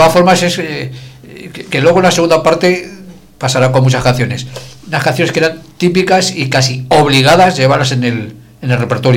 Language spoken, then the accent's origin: Spanish; Aragon, Spain; Por eso yo soy del sur de Aragón.